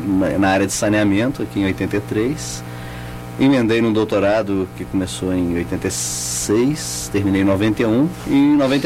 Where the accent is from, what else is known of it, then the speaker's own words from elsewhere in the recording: Belo Horizonte, Minas Gerais, Brazil; Sou mineiro, Belo Horizonte.